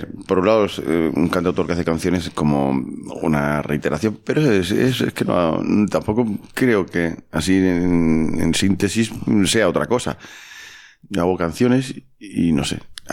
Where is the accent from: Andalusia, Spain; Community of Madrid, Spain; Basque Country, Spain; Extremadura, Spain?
Andalusia, Spain; Guadix; also born or lived in Algeciras; yo me crié en Guadix. Nací en Algeciras, porque mis padres son maestros, y sabes que los maestros al principio los esturrean.